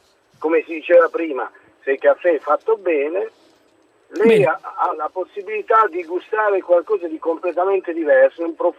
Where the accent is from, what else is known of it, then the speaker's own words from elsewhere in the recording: Bari, Apulia, Italy; now in Turin, Italy; in realtà io vivo a Torino ma sono di Bari e per caso sono ad Ancona.